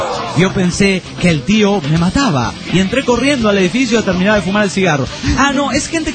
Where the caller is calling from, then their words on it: Guadalajara, Jalisco, Mexico; Obvio que soy de Guadalajara, México.